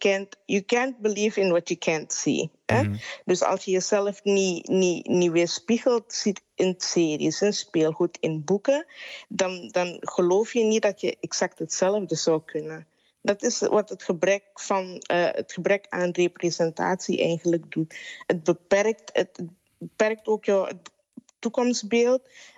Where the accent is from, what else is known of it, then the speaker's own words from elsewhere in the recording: Suriname; now in Netherlands; ik ben opgegroeid in Suriname en in mijn jeugd, ik woon al 13 jaar niet meer daar